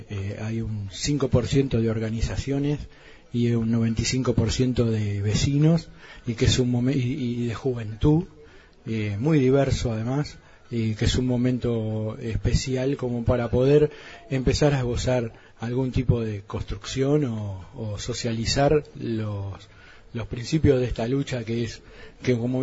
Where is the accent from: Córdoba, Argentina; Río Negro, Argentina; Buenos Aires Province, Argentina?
Río Negro, Argentina; Bariloche; Bueno, yo soy de Bariloche